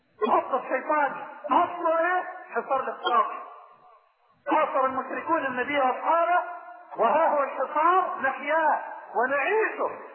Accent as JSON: {"language": "Arabic", "country": "Sudan", "said": "استثمرت ربع ما يدره البترول في بلدي السودان"}